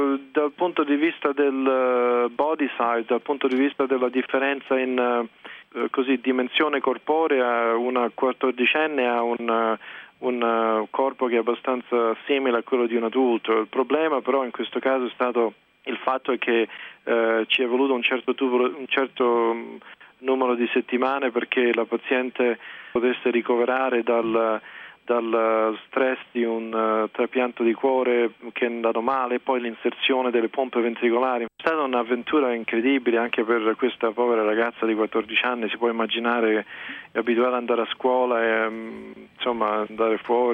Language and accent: Italian; Rome, Lazio, Italy; moved away as an adult; now in United States; io praticamente sono nato e cresciuto a Roma, ho fatto l'università a Roma e poi mi sono, diciamo, trasferito qui per negli Stati Uniti per studiare